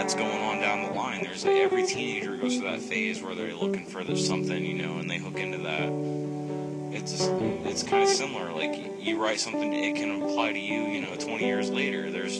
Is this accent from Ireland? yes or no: no; Illinois, United States; Yeah, I'm from the U.S., yeah. Yeah, I'm from Illinois, out in the middle of fucking nowhere, with a bunch of yahoos that know jack shit about anything.